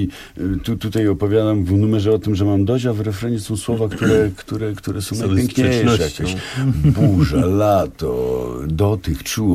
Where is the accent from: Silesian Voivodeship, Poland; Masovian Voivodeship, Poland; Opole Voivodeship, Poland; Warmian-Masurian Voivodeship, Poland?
Silesian Voivodeship, Poland; żeby było wiadomo, że my, Ślązacy, zrobiliśmy te utwory